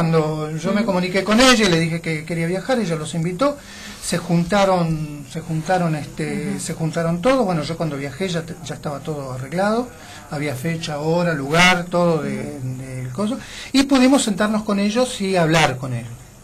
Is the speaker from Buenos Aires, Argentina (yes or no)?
yes; Buenos Aires, Argentina; una cosa que como porteño acá no la vimos.